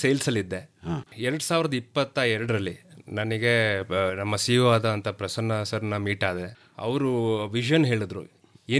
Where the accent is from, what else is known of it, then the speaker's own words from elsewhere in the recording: Thirthahalli, Karnataka, India; ನಾನೇನು ಸಿಟಿಗಳಲ್ಲಿ ಕೆಲಸ ಮಾಡ್ಕೊಂಡಿದ್ದೆ, ನಾನು ಮೂಲತಃ ಬಂದಿರೋದು ತೀರ್ಥಹಳ್ಳಿಯಿಂದ